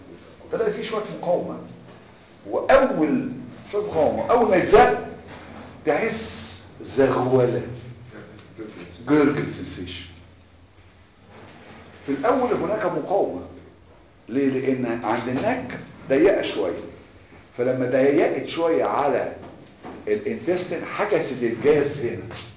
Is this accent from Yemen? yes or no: no; Egypt; لكن احنا عندنا في مصر شعبنا ما بيحبش العمليات.